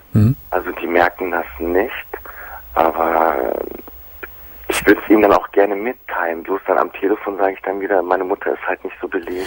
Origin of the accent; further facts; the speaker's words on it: Germany; Ich bin auch hier in Deutschland geboren, ja.